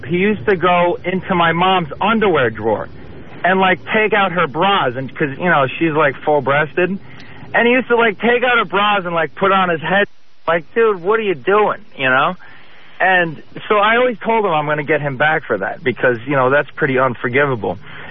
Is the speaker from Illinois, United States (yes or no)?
no; Long Island, New York, United States; now in Los Angeles, United States; Yeah, I'm actually from Long Island, so it's good to listen to you out here.